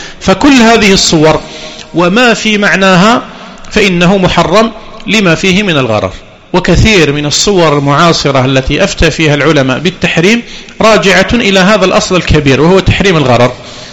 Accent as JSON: {"language": "Arabic", "country": "Algeria", "said": "وقد بدأت تدخل عندنا في الجزائر، وكنا لا نسمع بها قديما"}